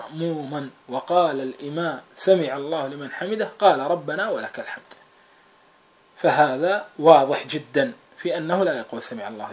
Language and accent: Arabic; Kuwait; نحن أيضا عندنا في الكويت